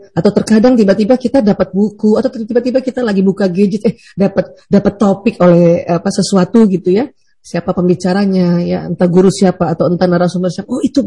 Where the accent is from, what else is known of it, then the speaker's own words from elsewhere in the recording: Makassar, South Sulawesi, Indonesia; Apalagi saya orang Bugis Makassar.